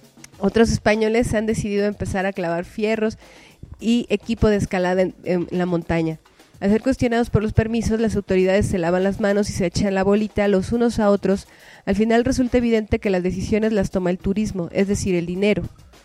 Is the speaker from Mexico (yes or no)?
yes; Tepoztlán, Morelos, Mexico; Nosotros vivimos y existimos en este territorio, somos de este territorio, somos de Tepoztlán